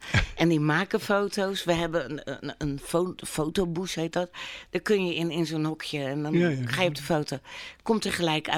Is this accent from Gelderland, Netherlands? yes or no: no; Capelle aan den IJssel, South Holland, Netherlands; Want we zijn Hollanders